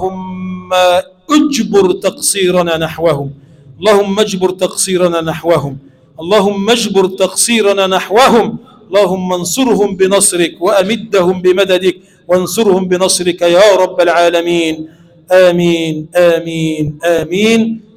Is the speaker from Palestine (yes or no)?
no; Egypt; اللهم اجعل بلدنا مصر بلدا آمنا مطمئنا